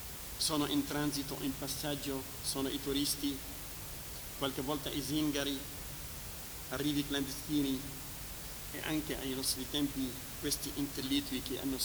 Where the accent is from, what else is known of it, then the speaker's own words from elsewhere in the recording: Lebanon; Italian is a second language; Nel mio paese, nel Libano, durante il dominio francese fra la prima e la seconda guerra mondiale, i soldati là erano marocchini e senegali